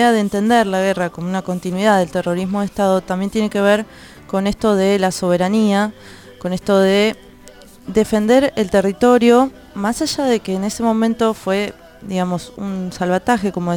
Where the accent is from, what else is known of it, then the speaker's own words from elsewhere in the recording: Argentina; como nación, como Argentina que somos, de defender los recursos naturales para todos aquellos que lo necesiten